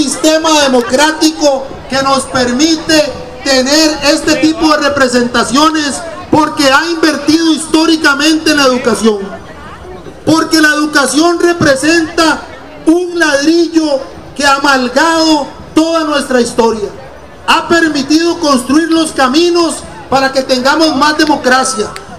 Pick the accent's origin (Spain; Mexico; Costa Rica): Costa Rica; Reconocemos hoy este espacio como una fiesta que nos permite como personas costarricenses estar aquí en libertad.